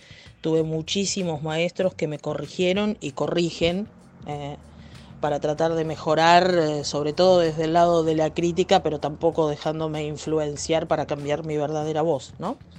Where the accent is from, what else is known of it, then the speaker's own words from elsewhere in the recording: Mar del Plata, Buenos Aires Province, Argentina; de Mar del Plata, Argentina.